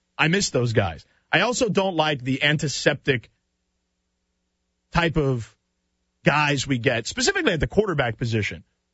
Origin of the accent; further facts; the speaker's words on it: Miami, Florida, United States; maybe it's because I'm from Miami and I grew up watching those Canes teams.